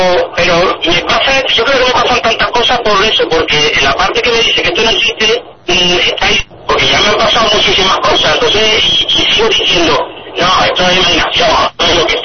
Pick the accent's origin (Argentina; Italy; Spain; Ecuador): Spain; Salteras, Andalusia; Yo no, yo soy de Saltera, yo no soy de Sevilla.